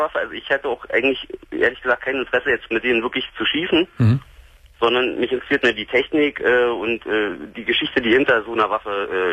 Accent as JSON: {"language": "German", "region": "Berlin", "country": "Germany", "said": "also ich komme auch aus Berlin"}